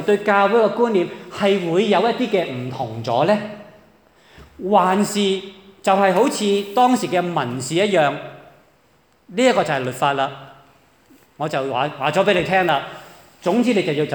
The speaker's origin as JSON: {"language": "Chinese", "region": "Hong Kong", "country": "China", "said": "对于我们中国人来说，即是鬼都是一个即是鬼怪都是我们一个不是很陌生的一个的课题来的"}